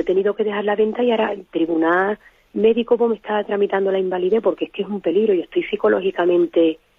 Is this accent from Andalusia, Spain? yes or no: yes; Jerez de la Frontera, Andalusia, Spain; soy la muchachita de Jerez, la muchachita ciega.